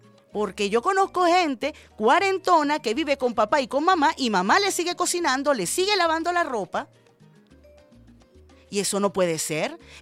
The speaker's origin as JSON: {"language": "Spanish", "country": "Venezuela", "said": "Yo, como muchas venezolanas y como muchas niñas"}